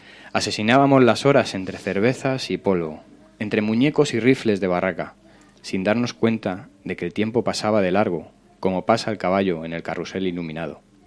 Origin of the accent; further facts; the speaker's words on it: San Sebastián de los Reyes, Community of Madrid, Spain; Además, soy de San Sebastián de los Reyes.